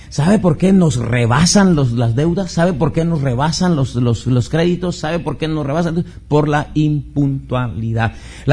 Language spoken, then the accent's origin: Spanish; Mexico; Somos mexicanos por naturaleza, negligentes, apáticos.